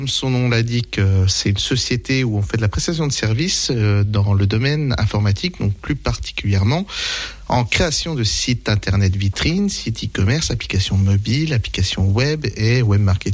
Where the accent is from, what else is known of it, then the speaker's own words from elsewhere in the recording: La Forge, Grand Est, France; donc moi je suis originaire d'ici, donc j'ai grandi à la Forge entre Remiremont et Gérardmer.